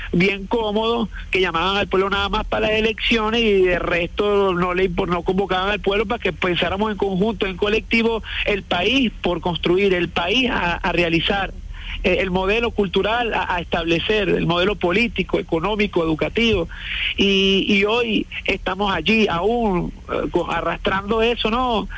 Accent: Venezuela; es porque hablaba mucho de una actitud nosotros como venezolanos de despilfarradores, de altos consumistas

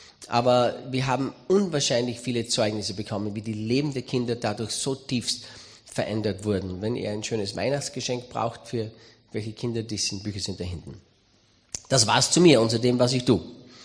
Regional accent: Styria, Austria; accent: Styrian; bin Steirer, bin Österreicher. Ich will heute nicht auf Steirisch predigen, wie mir der Schnabel gewachsen ist

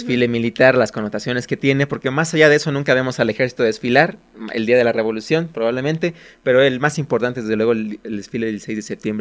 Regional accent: Mexico; No muchos países la celebran, o al menos no tan exorbitantemente como los mexicanos lo hacemos.

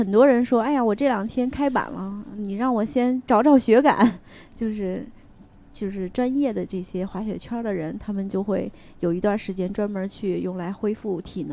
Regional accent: South China, China; 我也是，我是个南方人，我更是。

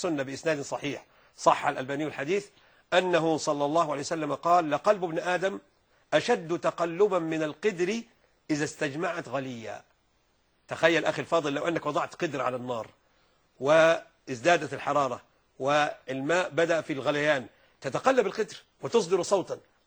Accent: Egypt; يعني عندنا في مصر هنا

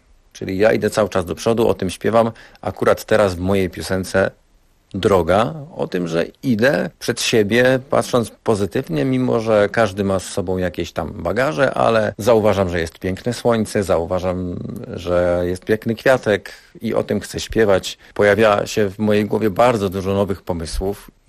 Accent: Rybnik, Silesian Voivodeship, Poland; przyjechałem z Rybnika, gdzie rozwijam się artystycznie jako artysta, wokalista, lektor.

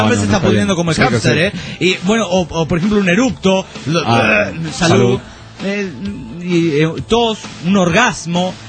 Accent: Aguascalientes, Mexico; soy de Aguascalientes, soy aguacalentón, soy aguacaliento o algo así

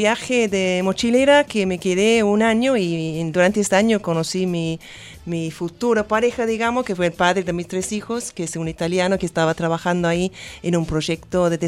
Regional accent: Wales, United Kingdom; Spanish is a second language; now in Argentina; Sí, soy de Gales, de Gran Bretaña. Pero vivo acá desde 2001 en este país.

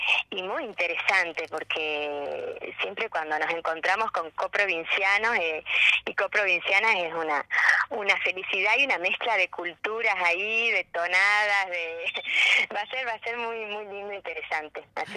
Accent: Argentina; El folclore es parte nuestro y, bueno, como argentinos también

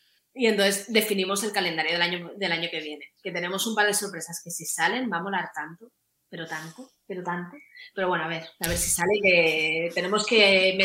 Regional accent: Barcelona, Catalonia, Spain; Yo soy camaca de Barcelona, entonces claro, pues tengo mis gaps de conocimiento.

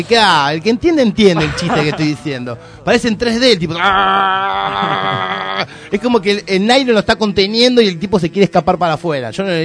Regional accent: Argentina; Somos Argentina. Hay que pelear con alguien.

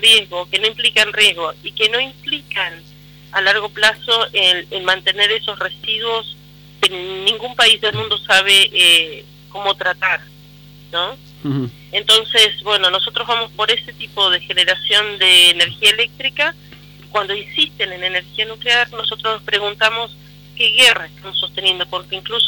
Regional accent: Río Negro, Argentina; Pero soy de Río Negro.

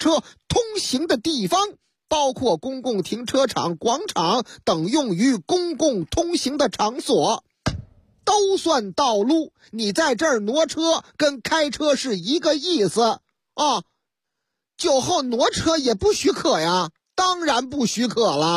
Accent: Shaanxi, China; 哎呀，我们陕西人就好这口啊，喝这个老风酒

